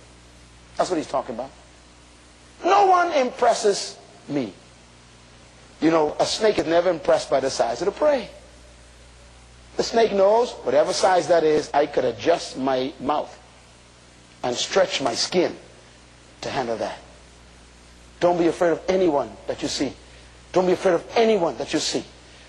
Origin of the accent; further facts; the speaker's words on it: Bain Town, New Providence, Bahamas; When I was growing up in Bain Town